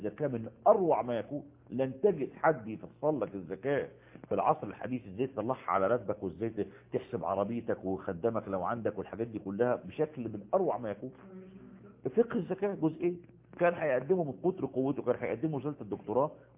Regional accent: Egypt; وجد المصافحة منتشرة عندنا في مصر

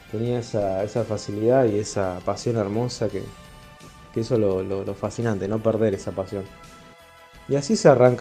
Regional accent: Rosario, Santa Fe, Argentina; de Rosario, continuamos con la columna de astronomía.

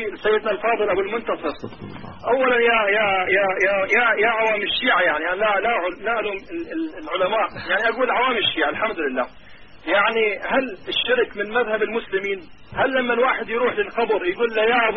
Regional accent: Karbala, Karbala Governorate, Iraq; now in Europe; لا أخي أنا أصلي من كربلاء أخي أنا أتكلم وياك من أوروبا أخي أنا طلعت من العراق

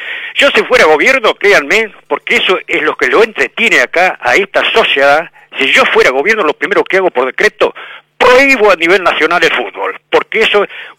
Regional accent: Buenos Aires, Argentina; Pero yo soy de Capital.

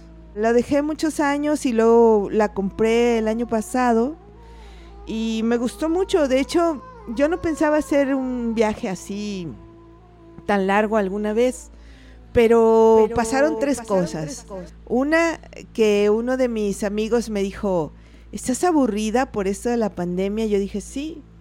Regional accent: Tepic, Nayarit, Mexico; No, yo soy de Tepic.

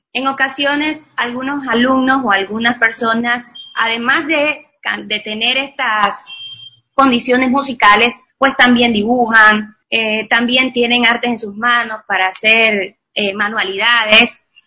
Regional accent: Cuba; now in Ecuador; Soy cubana, ya llevo unos 9 años viviendo aquí en Ecuador, que me ha acogido como mi segundo hogar.

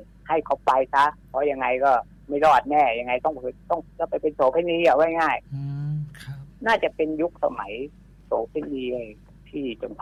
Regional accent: Saraburi, Thailand; ผมก็ต้องผ่านตัวจังหวัดสระบุรีบ้านผม

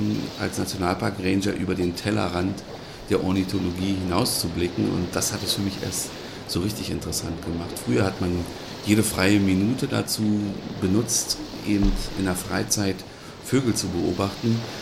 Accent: Berlin, Germany; moved away as an adult; ich komme nicht ursprünglich aus dieser Region, sondern ich stamme aus Berlin.

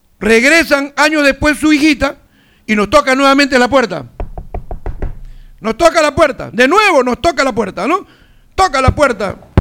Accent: Peru; En realidad somos los peruanos los que permitimos una vez más el ingreso de esta gente

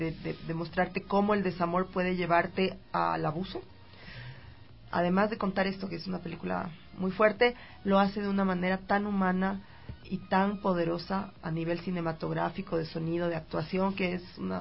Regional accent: Ecuador; siendo una directora ecuatoriana, mujer de más de 40 años

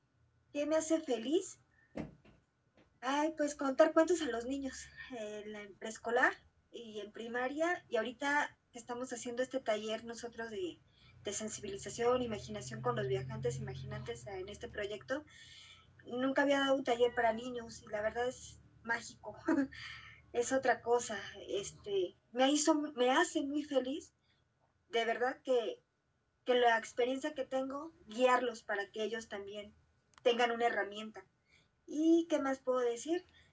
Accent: Mexico City, Mexico; Soy aquí de la Ciudad de México.

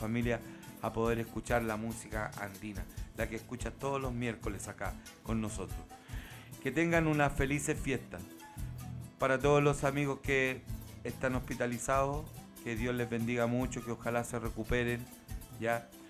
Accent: Chile; somos chilenos. Eso no se olvide nunca. Nacimos en una tierra que Alonso y Arcilla le llamó una larga angosta faja de tierra

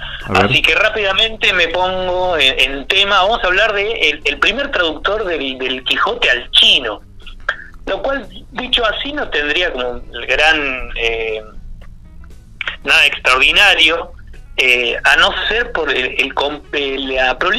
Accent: Córdoba, Argentina; accent: Cordoban; Claro, el acento, si yo hablo con el acento, lo que sería como un acento cordobés

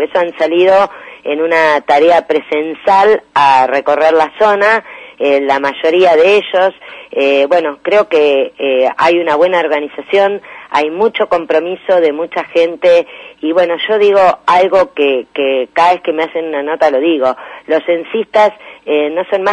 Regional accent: Argentina; como argentinos tenemos de saber cuántos somos, cómo estamos

